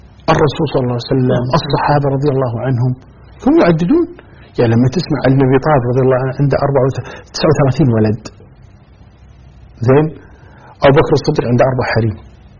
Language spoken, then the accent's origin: Arabic; Kuwait; كمثال إحنا عندك كويتيين، إحنا الكويت مثلا يقول نسبة الإناث أكثر من نسبة الذكور